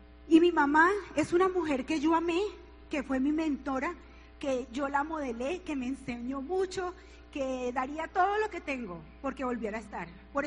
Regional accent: Bogotá, Colombia; born there; ella tenía 8 meses de embarazo en Arma Caldas, esa era yo, y nací en Bogotá.

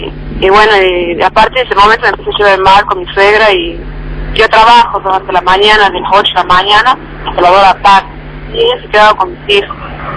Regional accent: Tucumán, Argentina; Yo hace 4 años vivo acá en la región, yo soy de Tucumán.

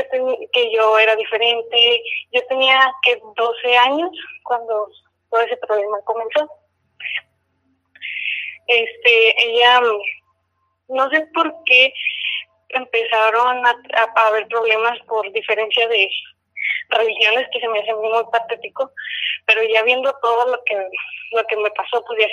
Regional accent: Monterrey, Nuevo León, Mexico; now in Mexicali, Mexico; Bueno, pues realmente yo no soy de aquí. Yo soy de Monterrey.

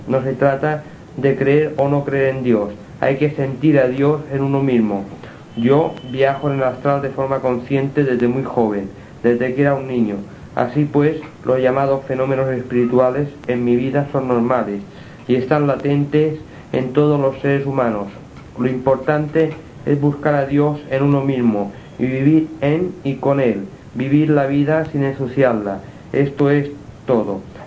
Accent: Inca, Balearic Islands, Spain; now in Palma, Spain; soy mallorquín, natural de Inca, un pueblo en el centro de la isla de Mallorca. Desde muy joven vivo en Palma de Mallorca.

